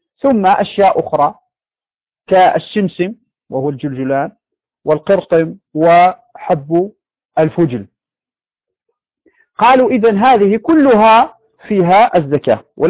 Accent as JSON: {"language": "Arabic", "country": "Morocco", "said": "يعني عندنا في المغرب هذا نوع من الشعير"}